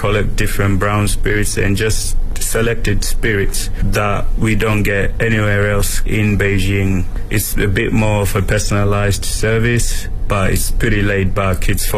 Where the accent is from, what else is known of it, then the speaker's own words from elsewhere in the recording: Yorkshire and the Humber, United Kingdom; I'm from Yorkshire, I'm from the north of England.